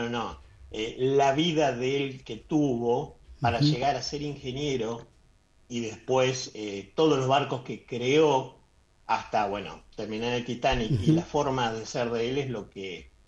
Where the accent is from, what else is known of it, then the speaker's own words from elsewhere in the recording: Posadas, Misiones, Argentina; now in Buenos Aires, Argentina; porque yo estoy viviendo en Capital. Y si yo soy de Misiones, de Posada Misiones.